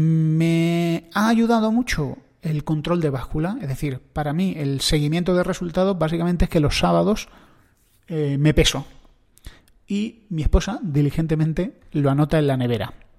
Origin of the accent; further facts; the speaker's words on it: Andalusia, Spain; El aceite, yo soy andaluz, no me lo voy a quitar.